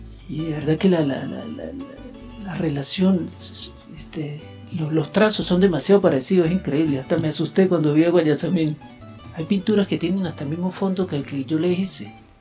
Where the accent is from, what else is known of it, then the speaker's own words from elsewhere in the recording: La Grita, Táchira, Venezuela; born there; Yo nací en La Grita el 23-12 del 71.